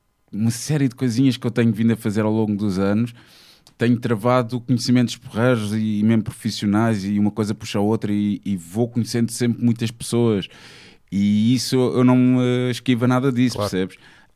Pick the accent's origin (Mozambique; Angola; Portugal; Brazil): Portugal; Almada, Setúbal; now in Lisbon, Portugal; Eu crescendo em Almada e mesmo estando aqui em Lisboa, um gajo safa-se muito bem de transportes públicos.